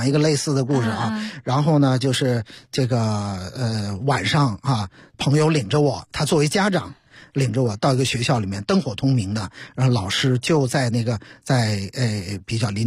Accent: Beijing, China; 会在所谓我们家乡的文化，我们北京，我们都在发生些什么。

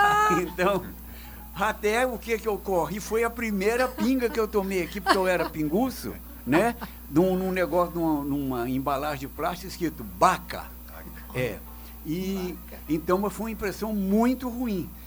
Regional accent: Minas Gerais, Brazil; now in Foz do Iguaçu, Brazil; Eu sou de Minas Gerais

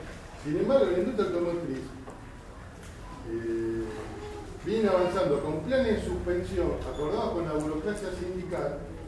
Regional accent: La Matanza, Buenos Aires Province, Argentina; nosotros somos de La Matanza

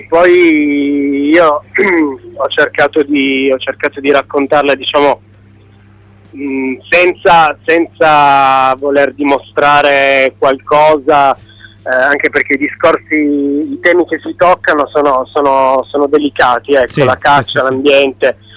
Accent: Turin, Piedmont, Italy; giocavo in casa, nel senso che io sono di Torino

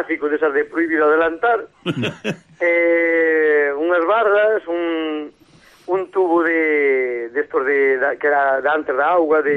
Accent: Riós, Galicia, Spain; principalmente da vida das terras de onde son eu

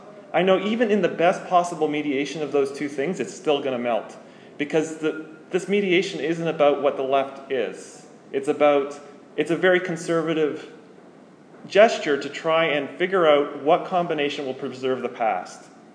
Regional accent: Canada; I think of them like ice, because I'm Canadian.

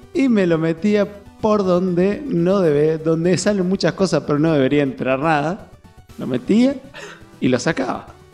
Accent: Tucumán, Argentina; yo soy tucumano, boludo

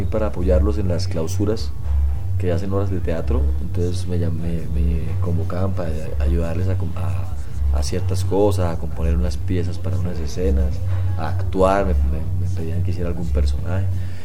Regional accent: Santander, Colombia; hay una vereda que se llama La Tigra por allá cerca en Santander, a mi pueblo.

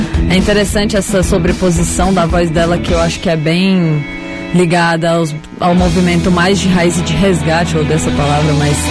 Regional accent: Northeast Region, Brazil; já que eu sou nordestina

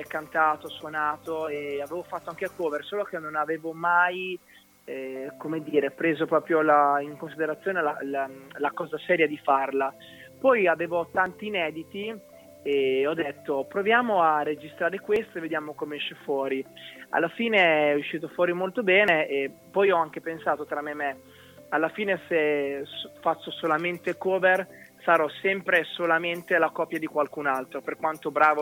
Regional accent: Rimini, Emilia-Romagna, Italy; vengo da Rimini e ho 27 anni

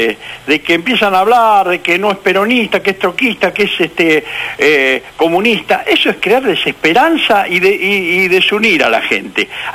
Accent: Lugo, Galicia, Spain; Pero no, yo soy gallego, yo soy de Lugo.

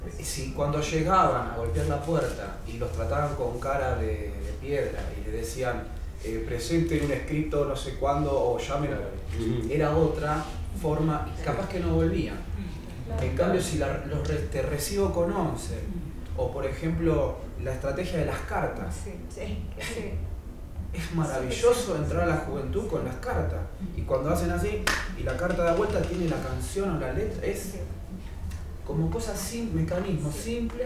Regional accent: Buenos Aires, Argentina; yo vengo de Buenos Aires, Argentina, en zona norte

